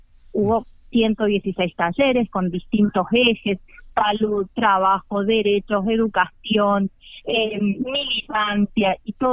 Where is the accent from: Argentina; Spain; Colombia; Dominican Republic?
Argentina; San Luis; las que no vivimos en CABA, como en mi caso que soy de San Luis